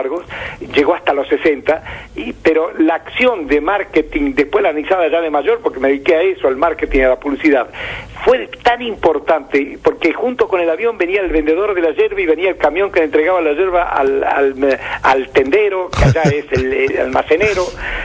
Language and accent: Spanish; Córdoba, Argentina; que yo lo recuerdo tanto en mi pueblo cordobés como en Rosario